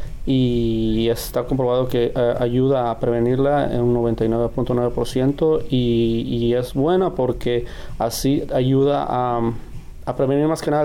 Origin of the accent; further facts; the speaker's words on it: Peru; soy de Perú.